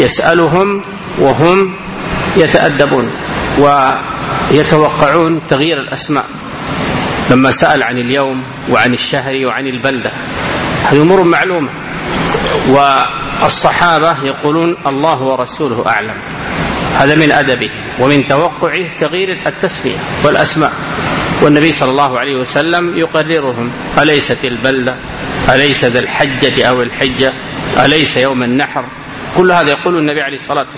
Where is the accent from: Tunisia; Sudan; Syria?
Sudan; وهذا ما يجري في بعض البلاد عندنا في السودان بعض المناطق